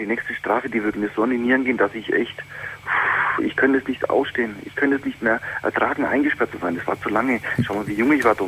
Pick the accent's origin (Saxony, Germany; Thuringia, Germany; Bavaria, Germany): Bavaria, Germany; Nuremberg; ich lebe in Bayern. Du wirst hier in Bayern für alle Scheiße bestraft. Ich komme aus Nürnberg.